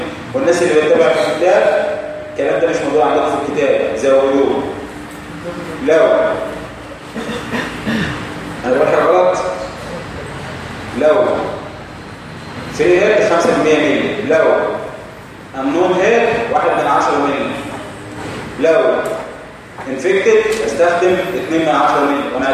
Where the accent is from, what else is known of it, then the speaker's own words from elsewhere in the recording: Egypt; السيرفايكال تيوبركلين تيست ده اللي بنستخدمه عندنا في مصر